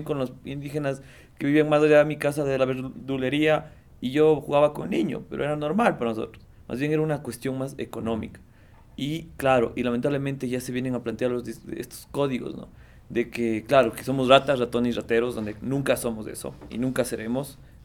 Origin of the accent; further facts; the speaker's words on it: Quito, Pichincha, Ecuador; yo soy del sur de Quito, y yo más bien he venido del sur de Quito construyendo todo un discurso